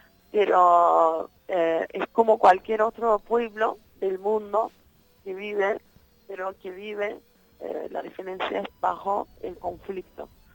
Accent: Turkey; Spanish is a second language; Yo soy kurda de Turquía, digamos, una kurda que vivía en Turquía, que nací en Turquía.

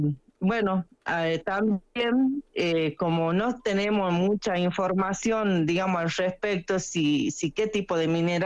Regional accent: Cachi, Salta, Argentina; born there; yo soy nacida acá en Cachi, digamos, mi familia materna nació y vivió toda su vida al pie del Nevado, también somos productores

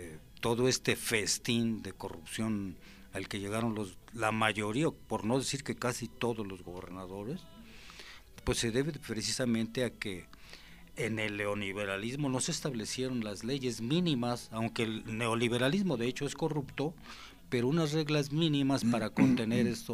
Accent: Puebla, Mexico; como poblanos, pues tenemos que estar al pendiente

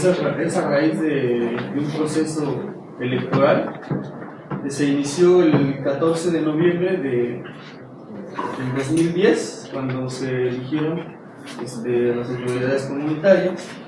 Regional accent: Eloxochitlán de Flores Magón, Oaxaca, Mexico; Nosotros somos miembros de la Asamblea Comunitaria de Locochitlán de Flores Magón, Oaxaca. Está ubicado en la Sierra Mazateca, en los límites entre Veracruz y Puebla.

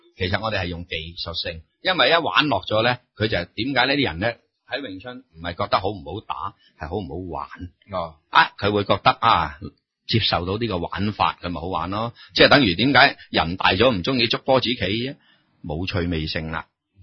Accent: China; 因为我哋中国人咧，同人哋即系，所以我哋依家教学都系噶。

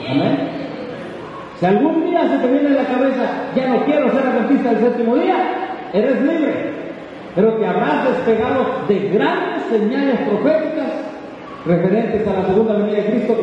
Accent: Mexico; todos somos vecinos de Estados Unidos, somos mexicanos.

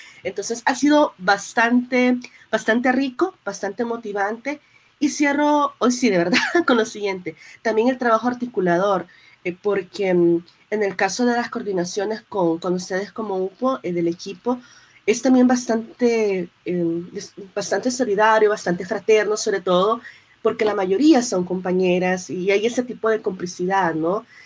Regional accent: El Salvador; yo soy de acá, de El Salvador, siempre Centroamérica

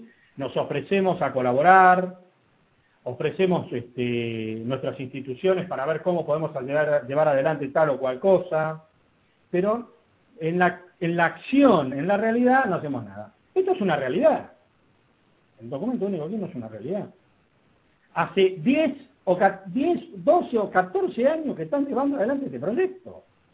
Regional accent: Argentina; todavía hay gente que piensa que en la Argentina, como somos argentinos, no podemos hacer nada.

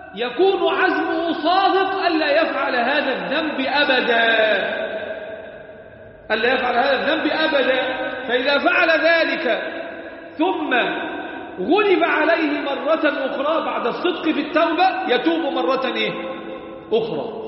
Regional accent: Egypt; ربنا احفظ بلدنا مصر وسائر بلاد

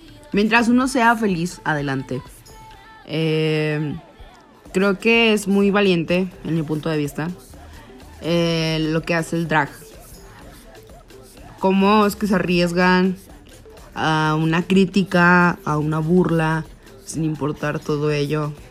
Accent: León, Guanajuato, Mexico; incluso de donde soy, que es León, Guanajuato

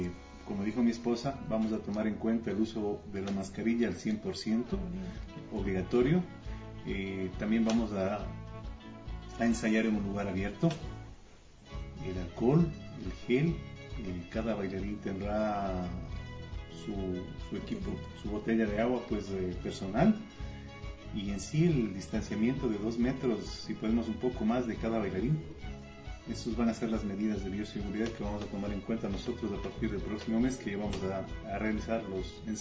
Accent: Non, Pichincha, Ecuador; empezó su trajinar por este hermoso mundo de la danza en mi pueblo natal, que es Non.

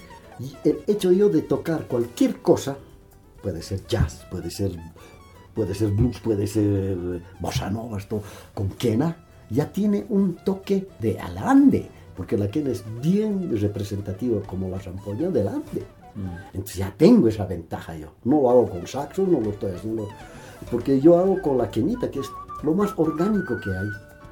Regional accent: Bolivia; Yo como boliviano consciente y querendón de la patria

